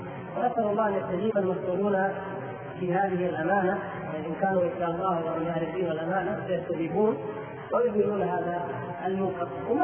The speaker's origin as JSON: {"language": "Arabic", "town": "Riyadh", "region": "Riyadh Province", "country": "Saudi Arabia", "said": "أنا من إخوانكم من أهل الرياض"}